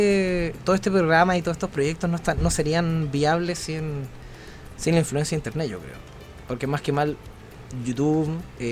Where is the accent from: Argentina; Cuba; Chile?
Chile; Viña del Mar, Valparaíso; Nosotros somos de Viña del Mar, pero acá estamos en Villa Alemana